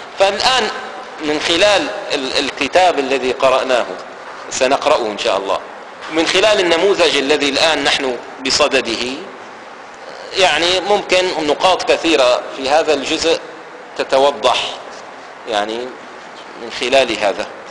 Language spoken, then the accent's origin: Arabic; Damascus, Damascus Governorate, Syria; ففي مثل عندنا في دمشق هنا، مثل عامي قديم